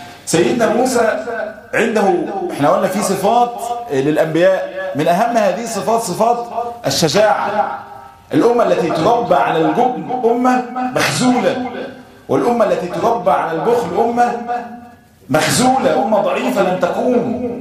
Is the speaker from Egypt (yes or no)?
yes; Egypt; ويعني احنا كثير من اهل مصر لم يرى ذلك.